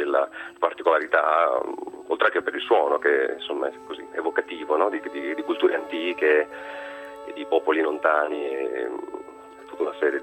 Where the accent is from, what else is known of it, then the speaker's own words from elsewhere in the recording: Rimini, Emilia-Romagna, Italy; io sono di Rimini, sono qui in Romagna.